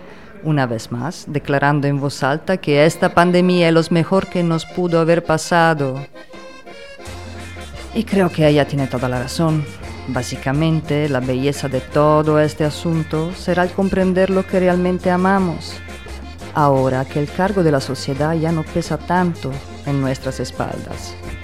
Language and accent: Spanish; Italy; si supieran que también soy italiana, me quemarían en el fuego, porque quién sabe si transporto la nueva plaga además de mi pasaporte